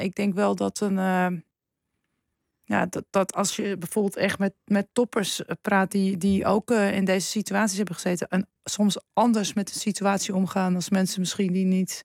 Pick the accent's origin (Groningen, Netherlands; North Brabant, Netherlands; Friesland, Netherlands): Groningen, Netherlands; Kijk, ik kom uit Groningen.